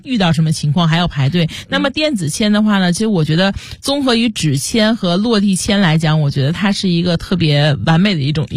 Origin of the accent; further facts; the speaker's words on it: China; 有的可能就是我们中国人喜欢带现金